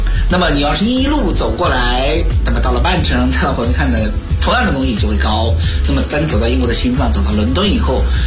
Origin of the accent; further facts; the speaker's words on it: China; 在我们中国人不是很愿意去的那种地方